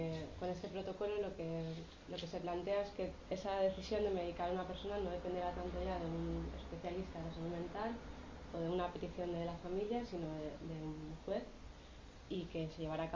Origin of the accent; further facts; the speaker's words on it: Granada, Andalusia, Spain; now in Bilbao, Spain; nosotros estamos viviendo en Bilbao, pero venimos de Granada